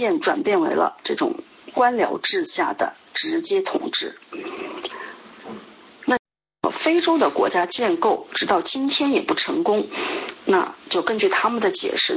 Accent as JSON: {"language": "Chinese", "country": "China", "said": "所以我们中国人说这个祸兮福之所以啊"}